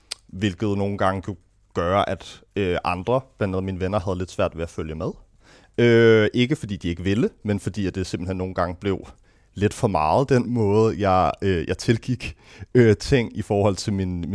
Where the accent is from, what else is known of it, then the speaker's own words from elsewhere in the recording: Gentofte, Capital Region of Denmark, Denmark; Jamen, jeg er født og opvokset i Gentofte. Faktisk kun, jeg tror, 4 kilometer fra her